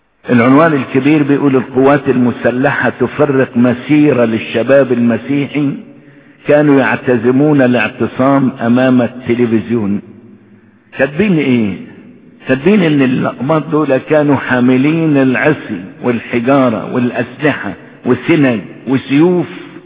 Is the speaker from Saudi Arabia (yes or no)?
no; Egypt; المواطنة يعني انا مصري، انا مصري ليا كل الحقوق